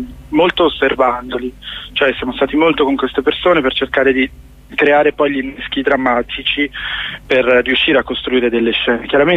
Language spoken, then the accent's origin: Italian; Como, Lombardy, Italy; now in Rome, Italy; Io vivo a Roma, ma sono di Como.